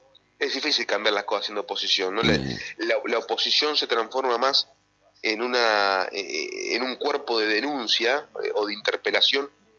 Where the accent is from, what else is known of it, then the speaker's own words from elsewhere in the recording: Concepción del Uruguay, Entre Ríos, Argentina; Yo soy de Concepción del Uruguay, no soy de acá